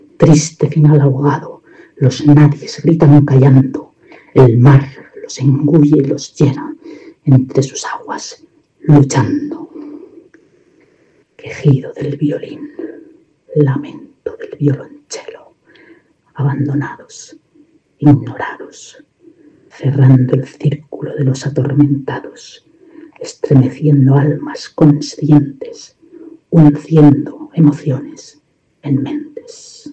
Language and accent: Spanish; Indianilla, Castilla-La Mancha, Spain; born there; now in Buñol, Spain; Nací en Indianilla, Cuenca, pero vivo en Buñol, en Valencia, en España.